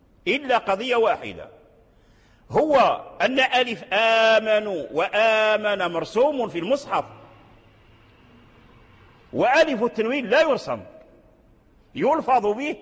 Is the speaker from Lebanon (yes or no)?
no; Morocco; من الأئمة والعلماء عندنا في المغرب كذلك لهم تعاريف